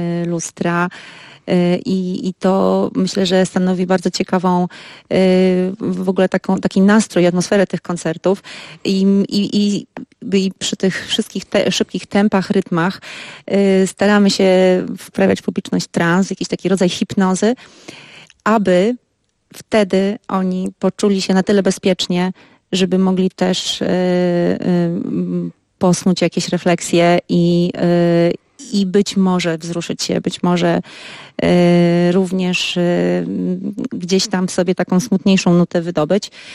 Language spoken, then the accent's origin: Polish; Pomeranian Voivodeship, Poland; Jesteśmy wszyscy z Trójmiasta